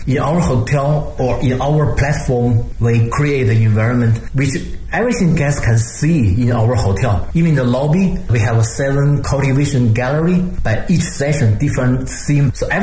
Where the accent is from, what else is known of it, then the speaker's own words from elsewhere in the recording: Beijing, China; And for me, I'm from Beijing, I know Beijing a lot.